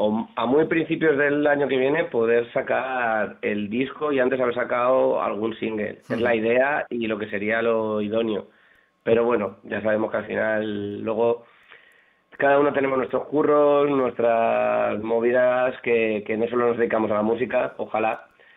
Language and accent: Spanish; Madrid, Community of Madrid, Spain; vivimos al lado, somos de Carabanchel y compartimos grupo de amigos